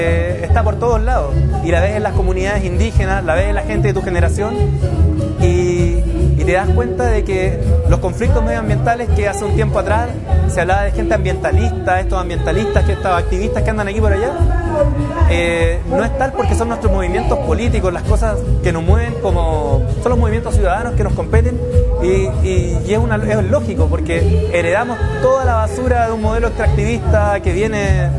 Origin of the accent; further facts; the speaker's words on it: Coyhaique, Aysén, Chile; vengo de Coyhaique, de la Patagonia chilena.